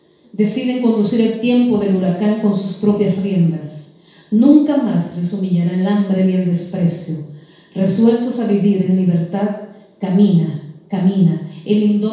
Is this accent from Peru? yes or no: no; Honduras; Y es un pueblo libertario que sigue luchando en Honduras. Y de allí, de donde yo vengo, ese país